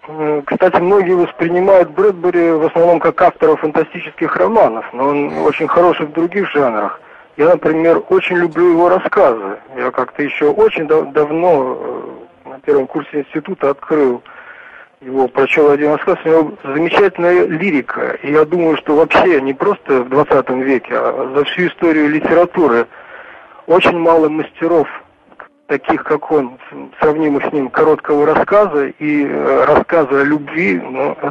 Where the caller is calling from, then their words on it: Germany; Да, я из Германии, я уже звонил вам.